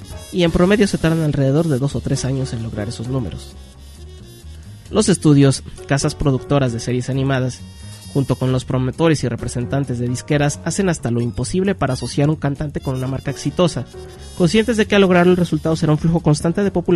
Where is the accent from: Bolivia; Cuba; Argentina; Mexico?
Mexico; las promotoras de conciertos en mi país, México